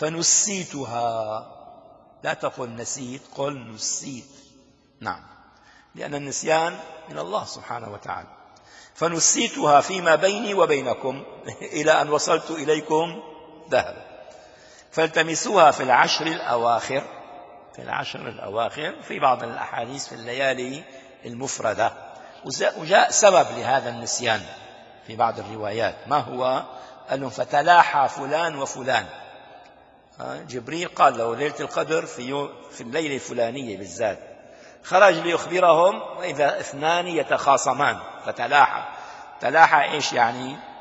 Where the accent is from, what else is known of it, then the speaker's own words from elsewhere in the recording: Damascus, Damascus Governorate, Syria; عندنا في دمشق الشام